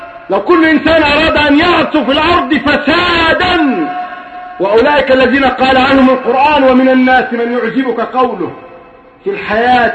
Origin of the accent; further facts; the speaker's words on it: Egypt; انا بتكلم بكل صراحه يا اخوان صرفا عن اني مصري ولا غير مصري